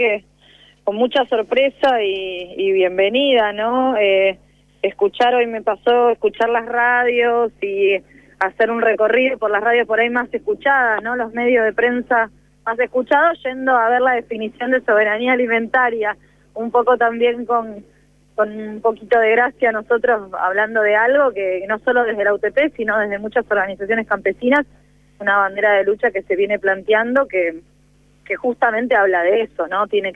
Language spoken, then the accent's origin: Spanish; Argentina; nosotros y nosotras como pueblo argentino